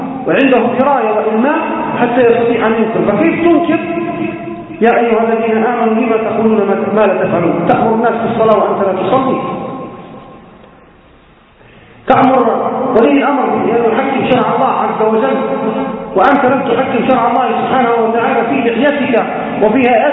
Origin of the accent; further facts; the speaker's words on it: Libya; كما يقال عندنا في ليبيا جماعة الكرة